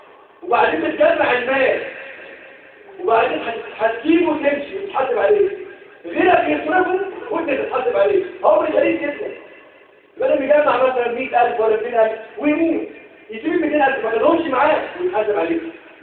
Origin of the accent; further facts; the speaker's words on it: Egypt; احفظ بلدنا مصر وسائر بلاد المسلمين اجمعين يا رب العالمين.